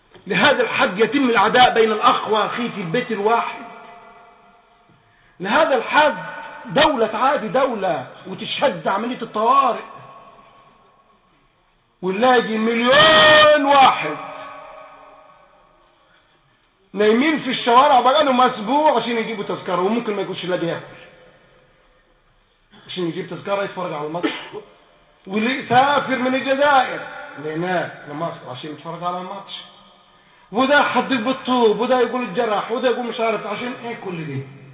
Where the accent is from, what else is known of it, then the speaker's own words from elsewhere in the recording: Egypt; ولا لاعب من فريق مصر نفعني انا كمصري